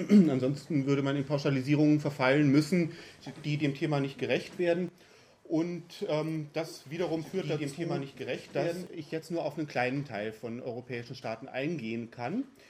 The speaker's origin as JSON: {"language": "German", "region": "North Rhine-Westphalia", "country": "Germany", "said": "als in NRW zum Beispiel, wo ich herkomme"}